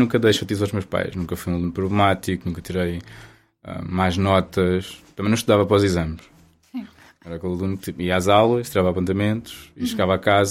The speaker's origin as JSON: {"language": "Portuguese", "town": "Cercal do Alentejo", "region": "Alentejo", "country": "Portugal", "said": "Cercal do Alentejo, fica ao pé de Vila Nova de Mil Fontes."}